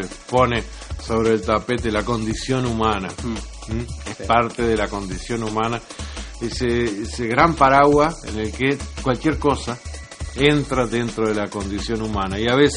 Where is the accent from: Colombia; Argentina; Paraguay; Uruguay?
Uruguay; me duele como uruguayo